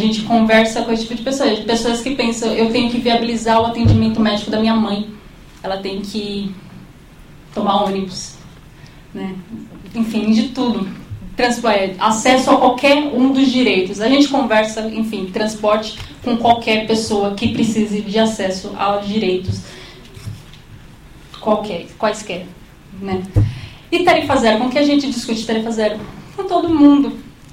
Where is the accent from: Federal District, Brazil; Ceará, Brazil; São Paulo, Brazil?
São Paulo, Brazil; eu sou da Zona Norte, aí sair da Zona Norte para qualquer lugar é difícil, né?